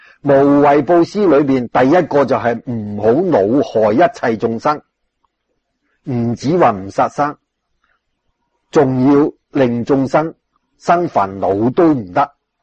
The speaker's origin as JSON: {"language": "Chinese", "country": "China", "said": "我们中国人就什么都吃的，都要杀害的"}